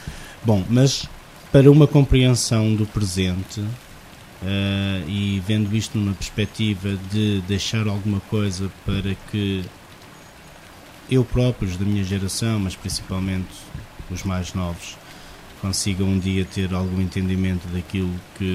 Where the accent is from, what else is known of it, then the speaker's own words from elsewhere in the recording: Alvoco, Guarda, Portugal; dou mais uma vez o exemplo de Alvoco, porque é a minha terra